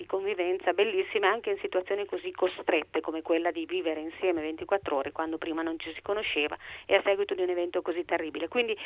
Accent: Modena, Emilia-Romagna, Italy; io sono di Modena

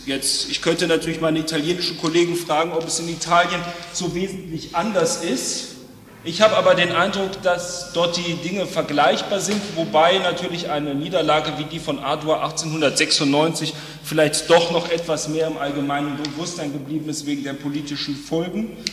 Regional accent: Düsseldorf, North Rhine-Westphalia, Germany; Das Denkmal, das Sie dort oben an die Wand geworfen sehen, steht in meiner Heimatstadt Düsseldorf am Rand eines großen Platzes.

